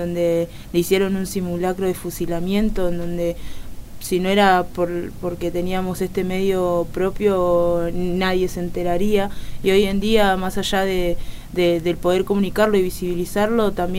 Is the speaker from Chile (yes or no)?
no; Villa Soldati, Buenos Aires, Argentina; Villa Soldati.